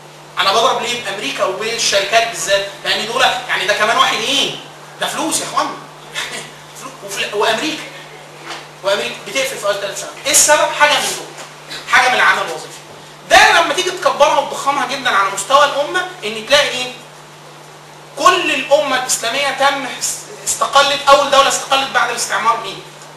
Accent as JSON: {"language": "Arabic", "region": "Upper Egypt", "country": "Egypt", "said": "وطبعا انا من الصعيد اصلا"}